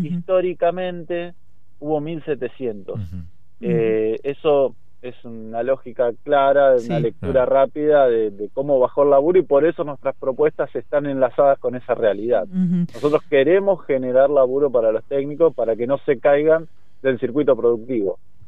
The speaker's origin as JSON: {"language": "Spanish", "town": "General Alvarado", "region": "Buenos Aires Province", "country": "Argentina", "said": "yo voy de candidato a presidente, soy de General Alvarado"}